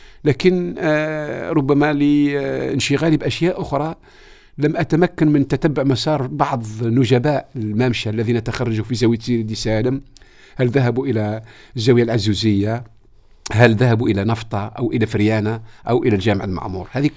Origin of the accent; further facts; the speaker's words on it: Cheria, Tébessa Province, Algeria; أنا من مواليد منطقة الشريعة ولاية تبسة